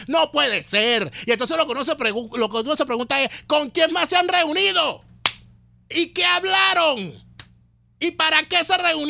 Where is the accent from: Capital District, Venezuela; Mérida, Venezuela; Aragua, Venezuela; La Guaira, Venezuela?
La Guaira, Venezuela; yo soy caraquista, soy gordo, soy moreno y soy de Vargas.